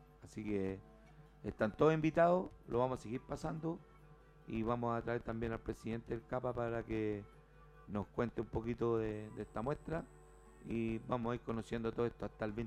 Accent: Puente Alto, Santiago Metropolitan, Chile; mi población, donde yo nací, acá en Puente Alto. Yo nací en la Pedro Aguirre Cerpa.

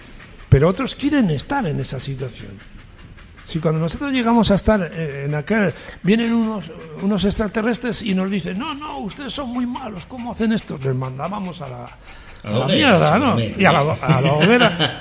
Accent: Medina de Pomar, Castile and León, Spain; Y yo digo, ¿y por qué mi pueblo se llama Medina de Pomar?

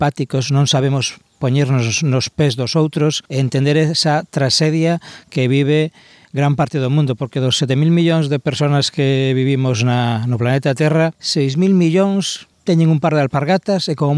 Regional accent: Galicia, Spain; born there; por que eu nacín en Galicia, teño unha casa, teño educación, teño comida

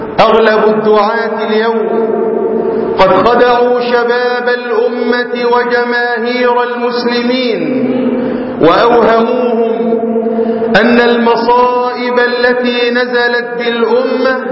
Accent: Egypt; في بلادهم، وخاصة بلدنا مصر

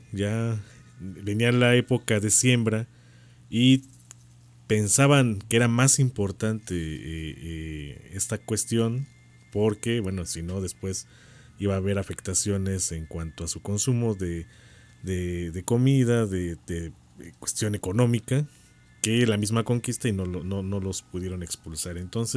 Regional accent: Cholula, Puebla, Mexico; yo puedo decir yo soy chorulteca, ¿no?

